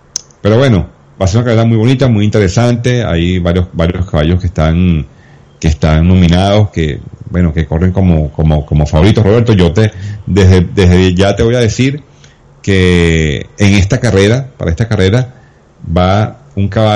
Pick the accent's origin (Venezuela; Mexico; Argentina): Venezuela; uno como venezolano se emociona porque nosotros aquí vivimos esa experiencia en el año 71